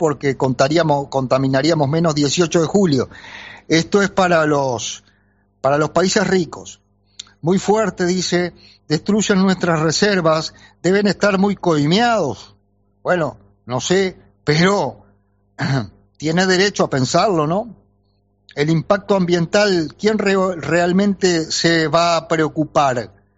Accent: Santa Lucía, Canelones, Uruguay; Soy de Santa Lucía. Crecí disfrutando el río. También viví algunas crecientes.

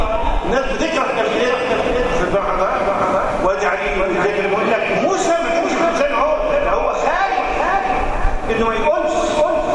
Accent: Egypt; احنا بنسميها في البلد عندنا في مصر عنده قليطه

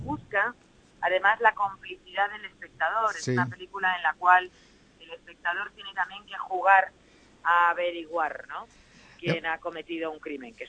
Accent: Valencia, Valencian Community, Spain; born there; Yo nací en Valencia.

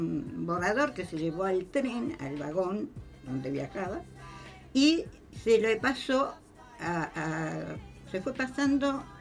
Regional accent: La Plata, Buenos Aires Province, Argentina; Soy de La Plata, o sea, mi viaje era de La Plata a Bernal, intermedia entre La Plata y Constitución.

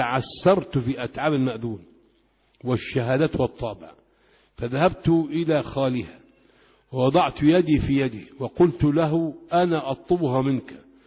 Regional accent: Egypt; يقول لك في البلد عندنا في الأرياف

